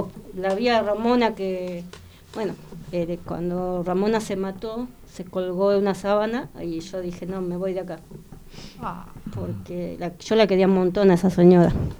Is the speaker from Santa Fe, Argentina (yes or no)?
no; Buenos Aires, Argentina; Yo soy de La Boca con mi compañero